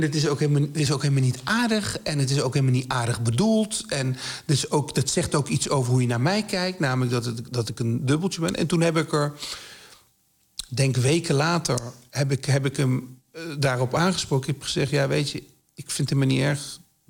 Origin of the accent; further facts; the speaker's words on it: Nijmegen, Gelderland, Netherlands; Ja, ik kom uit Nijmegen, precies.